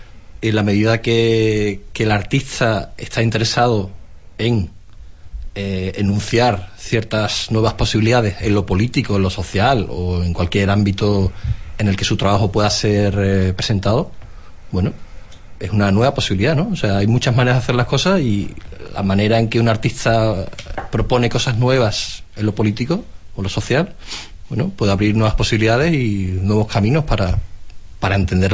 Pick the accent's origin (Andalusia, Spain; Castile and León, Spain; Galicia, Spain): Andalusia, Spain; Y nosotros, yo como andaluz